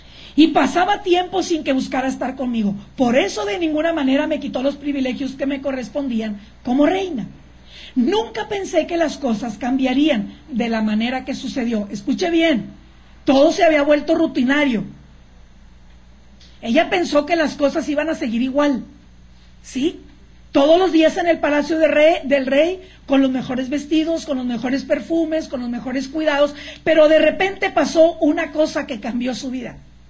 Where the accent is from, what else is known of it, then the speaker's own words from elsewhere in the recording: Monterrey, Nuevo León, Mexico; born there; ¿Por qué yo nací en Monterrey? Porque yo tengo que influenciar allá y hasta donde el Señor me lleve.